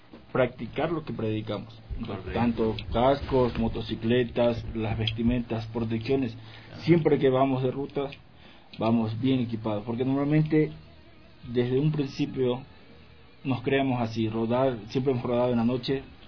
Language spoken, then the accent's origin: Spanish; Ecuador; como ecuatorianos, nosotros sacamos nuestra licencia